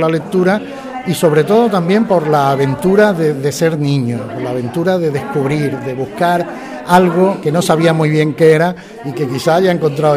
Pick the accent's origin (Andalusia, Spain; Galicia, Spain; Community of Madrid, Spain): Andalusia, Spain; Archidona; pues estar en mi pueblo es como un retorno. Y muy contento sobre todo de volver a encontrarme con amigos y poder compartir un tiempo en torno a un libro.